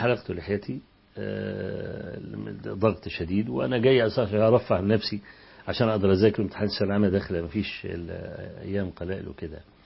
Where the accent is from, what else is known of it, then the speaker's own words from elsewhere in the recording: Egypt; فكنت أمسك ورقة كده وأقول إن أنا من مصر